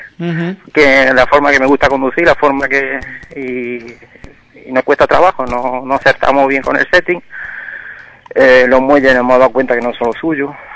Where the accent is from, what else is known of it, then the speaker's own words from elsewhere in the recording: Almuñécar, Andalusia, Spain; also born or lived in Belgium; Yo nací en Bélgica, pero como mi padre, con 7 años, se vinieron a vivir aquí a Almuñaca. Ajá. Entonces llevo ya casi 50 años aquí. Entonces, pues, tengo la doble nacionalidad.